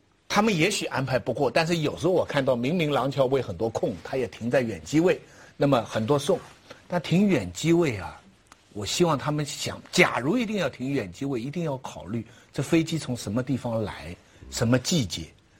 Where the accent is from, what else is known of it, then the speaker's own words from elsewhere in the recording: Taizhou, Zhejiang, China; 哎，我家乡台州。